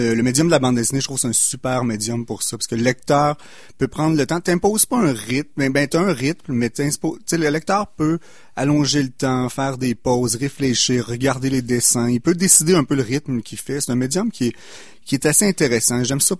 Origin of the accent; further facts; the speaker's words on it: Quebec, Canada; j'ai quitté le Québec pour une couple d'années. Là, quand je suis revenu en 2010 au Québec